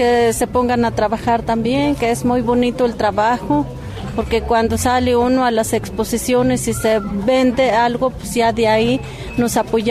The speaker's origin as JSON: {"language": "Spanish", "town": "Amatepec", "region": "Veracruz", "country": "Mexico", "said": "Soy de Amatepec, municipio de Ilamatlán, Veracruz."}